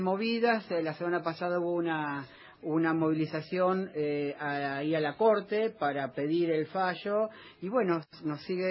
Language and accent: Spanish; Buenos Aires, Argentina; now in Ramos Mejía, Argentina; Soy porteño, pero vivo en el conurbano, en Ramos Mejía.